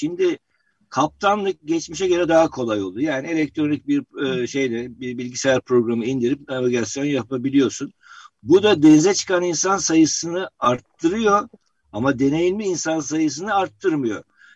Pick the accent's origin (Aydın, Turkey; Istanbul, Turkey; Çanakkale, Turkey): Istanbul, Turkey; Evet, ben Bebek'te büyüdüm. Boğazı defalarca yüzerek geçtim